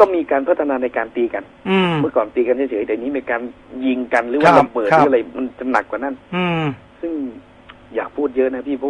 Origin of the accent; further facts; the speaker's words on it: Bangkok, Thailand; also born or lived in Khon Kaen; จริงผมเป็นคนกรุงเทพแต่ว่าพ่อแม่เห็นแววเรียนดีเลยส่งไปเรียนต่อที่ขอนแก่นครับ